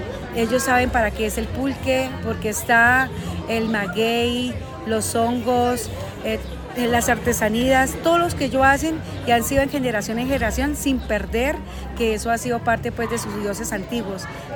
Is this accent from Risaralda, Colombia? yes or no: yes; Marsella, Risaralda, Colombia; soy de Colombia, vengo del departamento de Risaralda y del municipio de Marsella. Soy cacaocultora